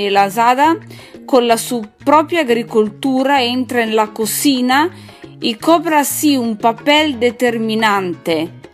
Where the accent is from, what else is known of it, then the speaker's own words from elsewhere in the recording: northern Italy, Italy; Spanish is a second language; recuerdo que yo soy italiana, del nord de Italia. Estudio español da sola.